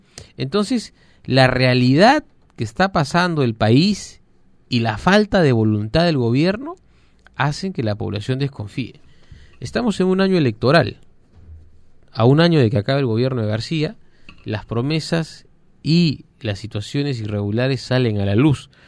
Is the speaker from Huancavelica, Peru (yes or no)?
no; Tacna, Peru; Usted que es de provincia, pues, yo por ejemplo que soy de Tacna